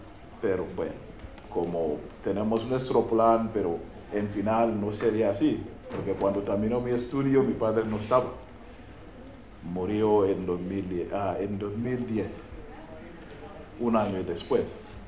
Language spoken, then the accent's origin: Spanish; Uganda; Spanish is a second language; also born or lived in Mumbai, India; Vengo de Uganda. Es en el este de África.